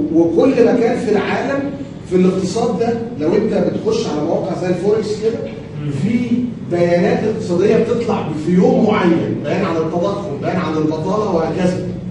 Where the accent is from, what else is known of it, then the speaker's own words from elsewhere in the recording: Egypt; إحنا عندنا في مصر إن البنك المركزي بيجتمع كل شهر ونص.